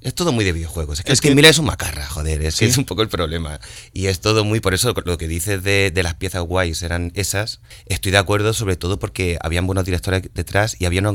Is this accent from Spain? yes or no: yes; Granada, Andalusia, Spain; also born or lived in Madrid; Yo he nacido en Madrid, pero soy granadino. Vale. He crecido en Granada, me he formado en Granada, me he metido en mi primera borrachera en Granada, me he creado yo como persona en Granada